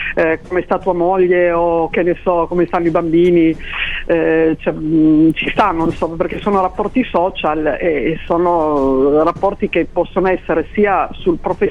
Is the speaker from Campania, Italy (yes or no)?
no; Asti, Piedmont, Italy; Io sono di Asti